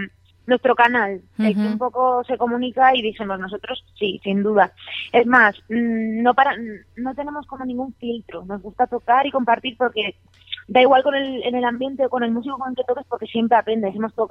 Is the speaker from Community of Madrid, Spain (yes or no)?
yes; Madrid, Community of Madrid, Spain; yo soy de Arganzuela, aunque actualmente resido en Usera